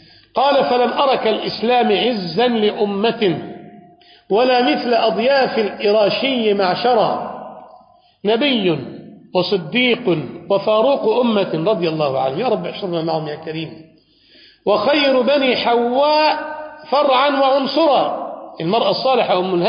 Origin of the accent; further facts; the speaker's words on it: Egypt; يقول بأن عندنا في مصر يعني بعض الناس الأثرياء